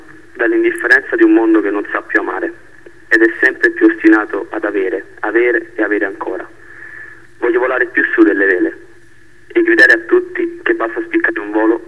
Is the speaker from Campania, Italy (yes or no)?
yes; Naples, Campania, Italy; quelli che sono di Scampia, soprattutto ai giovani di Scampia, perché siamo proprio noi il futuro di questo quartiere.